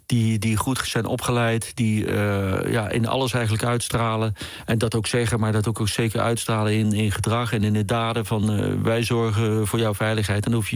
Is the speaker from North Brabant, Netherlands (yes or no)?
yes; Eindhoven, North Brabant, Netherlands; also born or lived in Amsterdam; En ja, ik ben Amsterdammer, want ik ben daar geboren. En ik ben natuurlijk opgegroeid in Eindhoven.